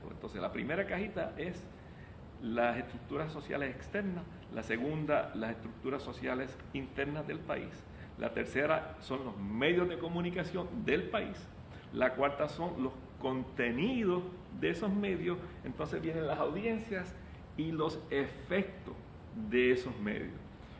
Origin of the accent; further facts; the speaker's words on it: Puerto Rico; los estereotipos que se han diseminado por décadas sobre quiénes somos y cómo somos, incluyendo los puertorriqueños